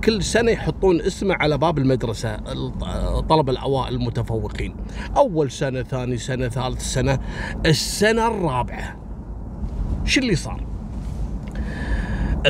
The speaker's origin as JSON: {"language": "Arabic", "country": "Kuwait", "said": "اللي عندنا في الكويت"}